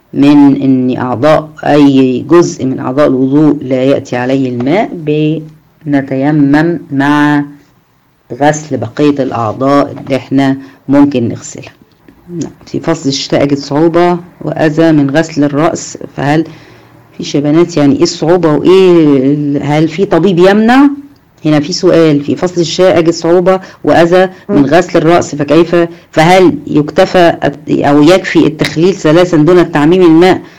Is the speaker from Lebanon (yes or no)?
no; Egypt; احنا هنا ما اكثر التراب عندنا في مصر